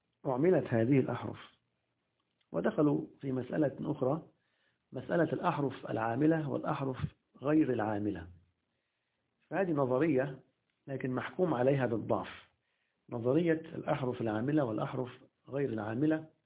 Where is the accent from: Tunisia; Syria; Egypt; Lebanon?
Egypt; في المدارس التعليمية الحكومية عندنا في مصر